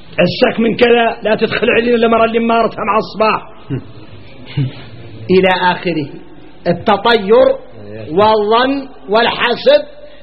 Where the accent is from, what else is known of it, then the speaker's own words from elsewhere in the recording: Mauritania; احنا موريتاني